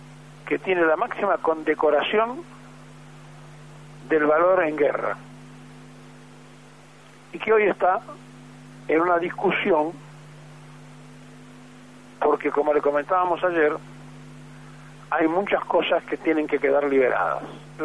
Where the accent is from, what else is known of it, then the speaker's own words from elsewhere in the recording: Argentina; no sabemos quiénes somos los argentinos